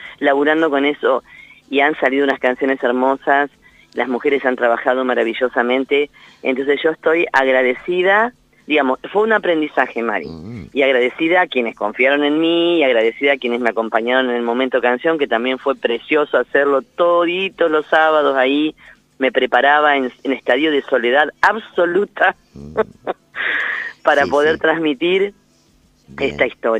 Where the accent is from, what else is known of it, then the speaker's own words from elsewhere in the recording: Lincoln, Buenos Aires Province, Argentina; yo soy de Lincoln, oriunda de la ciudad de Lincoln